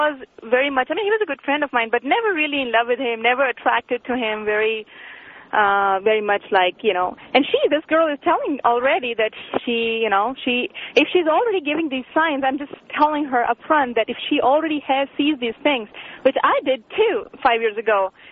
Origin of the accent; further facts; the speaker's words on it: India; I'm from India